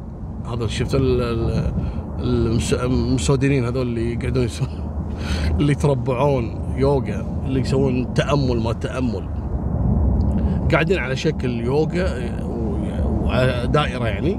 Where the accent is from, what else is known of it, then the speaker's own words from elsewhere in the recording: Kuwait; أنا سبق أني ذكرتها عندنا في الكويت.